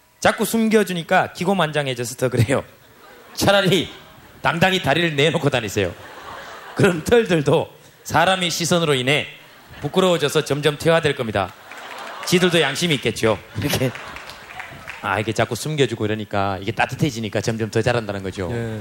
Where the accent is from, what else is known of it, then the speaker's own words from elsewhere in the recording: Gyeongsang, South Korea; 제가 경상도 사람이라